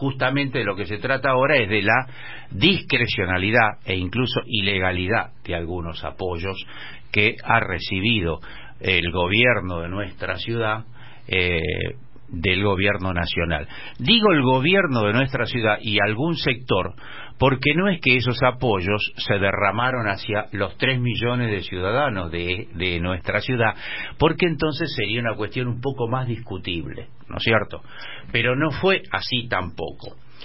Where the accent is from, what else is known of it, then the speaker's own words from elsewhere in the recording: Buenos Aires, Argentina; Y como Porteño de Ley me ocupo un poco de este señor